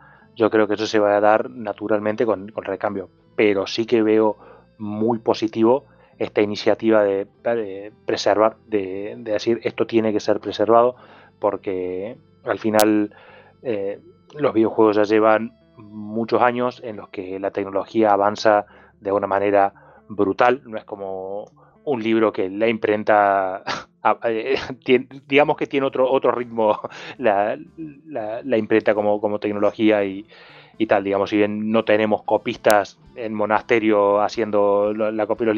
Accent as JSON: {"language": "Spanish", "country": "Argentina", "said": "Yo al final vengo de Argentina y de esos he visto unos cuantos."}